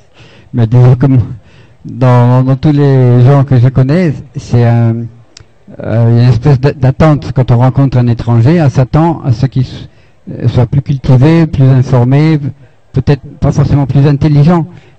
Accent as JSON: {"language": "French", "country": "France", "said": "moi je suis un Français moyen"}